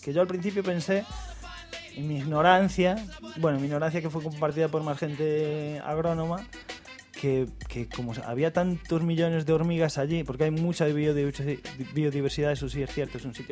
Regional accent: Galicia, Spain; Claro, como buen gallego, todavía estoy esperando a que llueva.

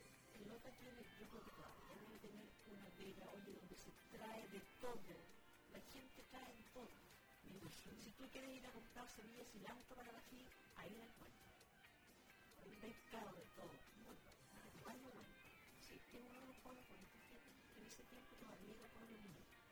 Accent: Coelemu, Ñuble, Chile; No, yo viví en Coelemo, nací en Coelemo, estudié hasta el sexto.

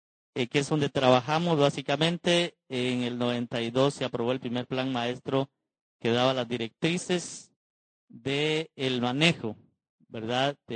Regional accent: Petén, Guatemala; La zona de donde vengo, que es el departamento de Petén, es la tercera parte del territorio nacional

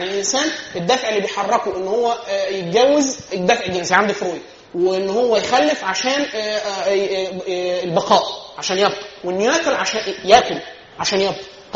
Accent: Egypt; احنا كمصريين مثلا في اخر 2000 سنه ما شفناش وحش واحد

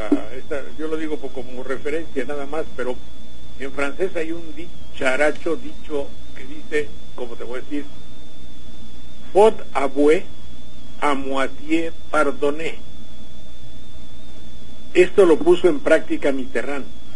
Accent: Mexico; siendo un mexicano, sabiendo que nuestro país tiene el 50% de personas

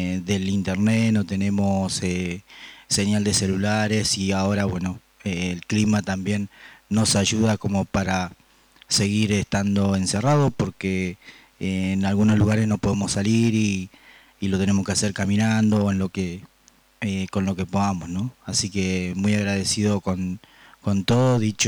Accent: Nahuelpan, Chubut, Argentina; yo soy de Nahuelpan Meu.

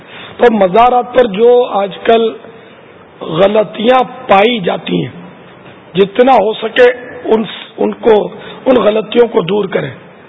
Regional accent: Etawah, Uttar Pradesh, India; اٹاوا کا رہنے والا ہوں.

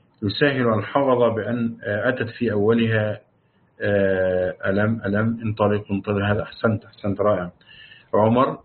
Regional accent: Morocco; وعندنا في المغرب الوقف على وما بينهما

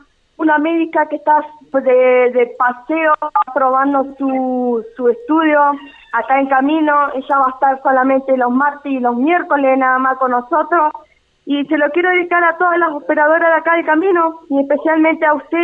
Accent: Buenos Aires, Argentina; yo soy de Buenos Aires también

